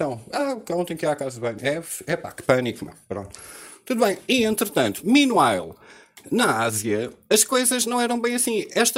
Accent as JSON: {"language": "Portuguese", "country": "Portugal", "said": "como português"}